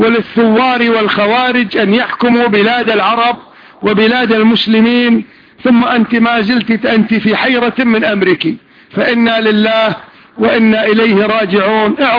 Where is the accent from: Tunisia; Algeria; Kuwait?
Kuwait; حتى عندنا في الكويت